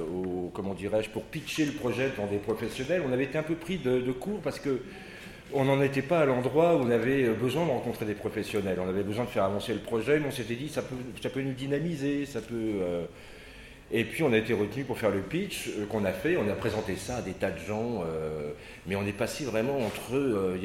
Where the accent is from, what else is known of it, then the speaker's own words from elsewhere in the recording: Paris, Île-de-France, France; on est tous de Paris. Donc à Paris, les loyers sont très chers.